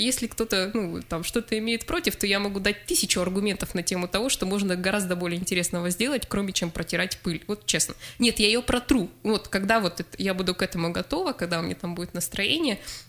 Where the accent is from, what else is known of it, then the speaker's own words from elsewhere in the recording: Norilsk, Krasnoyarsk Krai, Russia; now in Krasnoyarsk, Russia; Мой родной город Норильск, соответственно, ну, Красноярск ныне, в котором я живу.